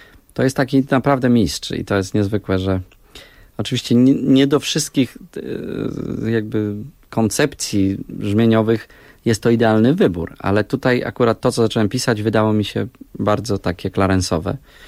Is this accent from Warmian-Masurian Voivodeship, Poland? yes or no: no; Jelenia Góra, Lower Silesian Voivodeship, Poland; now in Warsaw, Poland; ja jestem z Jeleniej Góry, ale mieszkam od lat w Warszawie.